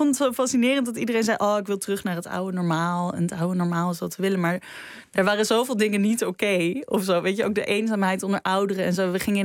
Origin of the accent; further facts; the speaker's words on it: Netherlands; ik weet heel goed hoe wij als Nederlanders denken. Maar ik ben natuurlijk niet geboren en getogen in Duitsland. En mijn Duits is ook weer niet zo goed.